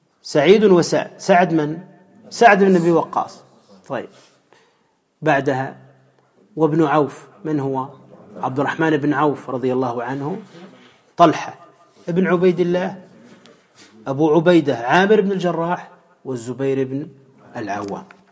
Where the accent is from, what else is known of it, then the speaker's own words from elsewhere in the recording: Tunisia; وعندنا في تونس موجودون